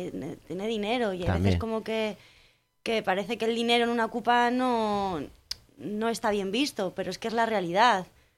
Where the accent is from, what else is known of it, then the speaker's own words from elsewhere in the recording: Toledo, Castilla-La Mancha, Spain; nosotras venimos de Toledo y llegar allí es descubrirlo todo, porque hay un montón de gente y se mueven mucho más las cosas.